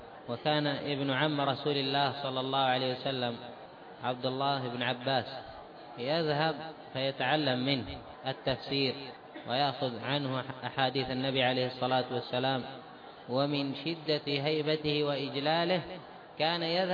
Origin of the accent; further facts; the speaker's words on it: Yemen; أما عندنا في اليمن